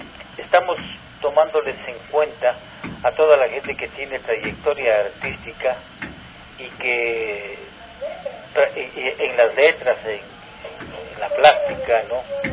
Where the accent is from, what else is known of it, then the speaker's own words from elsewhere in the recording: Ambato, Tungurahua, Ecuador; No, yo soy de Ambato.